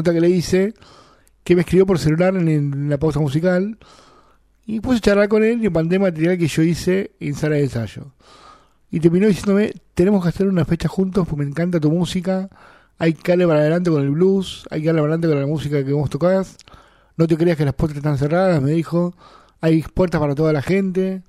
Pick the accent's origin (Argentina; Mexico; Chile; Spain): Argentina; acá nosotros, como argentinos, para nosotros es muy difícil llegar